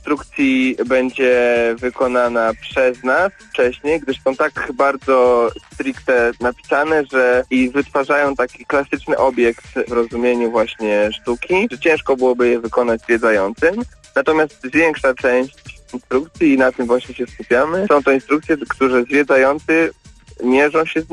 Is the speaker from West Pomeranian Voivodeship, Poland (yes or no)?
no; Łódź, Łódź Voivodeship, Poland; Jesteśmy z Łodzi, więc zależało nam na tym, żeby to było w Łodzi.